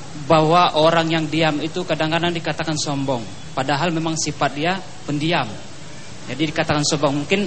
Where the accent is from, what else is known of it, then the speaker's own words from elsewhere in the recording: Bengkulu, Indonesia; Saya asli dari Bengkulu.